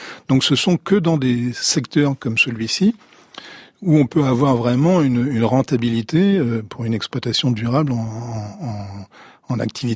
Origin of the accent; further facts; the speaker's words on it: Saint-Malo, Brittany, France; Je suis originaire de Saint-Malo, donc pour moi la mer c'est la côte d'Émeraude.